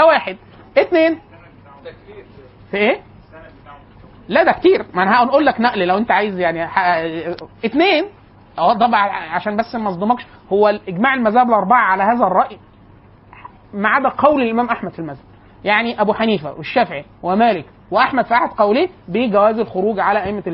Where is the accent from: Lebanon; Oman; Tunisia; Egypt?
Egypt; كانت عندنا في مصر